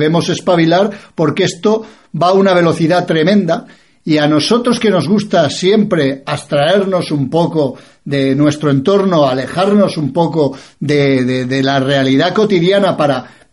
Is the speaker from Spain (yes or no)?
yes; Spain; soy un nacionalista español, no soy ni de izquierdas ni de derechas